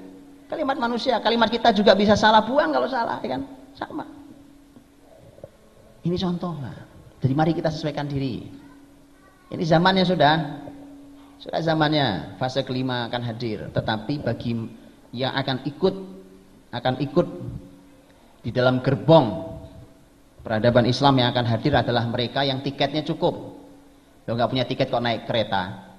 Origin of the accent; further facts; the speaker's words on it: East Java, Indonesia; Para Kelut itu di daerah saya sana, Pak, di Jawa Timur sana.